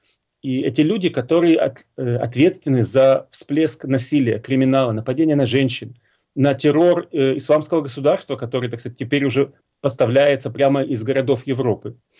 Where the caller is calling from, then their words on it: Israel; насколько я могу судить из Израиля, наблюдая за тем, что происходит в США